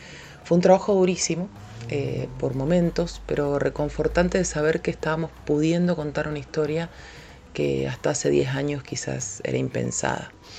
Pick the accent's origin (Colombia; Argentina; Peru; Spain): Argentina; Mendoza; soy mendocina, soy productora audiovisual